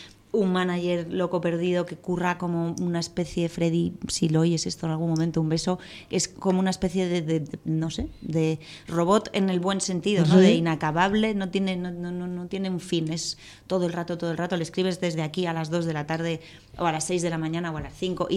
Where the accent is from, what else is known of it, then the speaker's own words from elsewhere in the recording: Madrid, Community of Madrid, Spain; Porque, claro, soy de Madrid, nací aquí, es como lo más fácil.